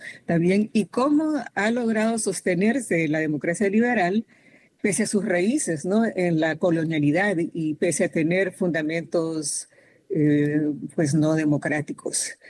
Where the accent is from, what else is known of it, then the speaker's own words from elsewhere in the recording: Honduras; now in California, United States; yo soy hondureña, pero les hablo desde California.